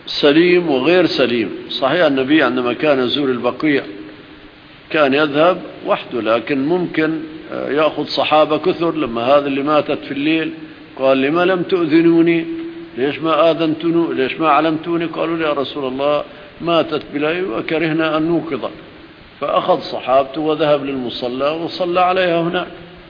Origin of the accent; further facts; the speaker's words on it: Syria; الأرض الهشة عندنا في سوريا بعض أراضي رملية